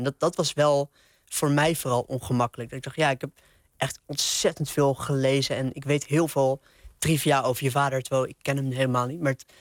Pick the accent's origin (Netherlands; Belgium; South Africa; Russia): Netherlands; Nieuwegein, Utrecht; Maar dit is de tram in Nieuwegein. En mijn kamer van mijn oude huis waar ik opgegroeid ben, die keek uit over de trambaan, zeg maar.